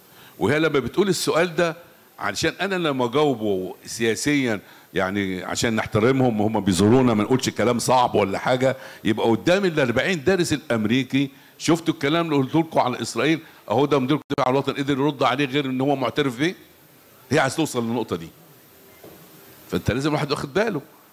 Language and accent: Arabic; Egypt; لازم يكون عندنا المصريين ثقه كده.